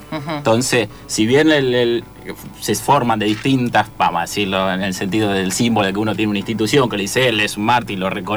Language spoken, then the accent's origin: Spanish; Salta, Argentina; Yo trabajé vendiendo cueros en el interior, soy de Salta y vendí por todo el Cuyo.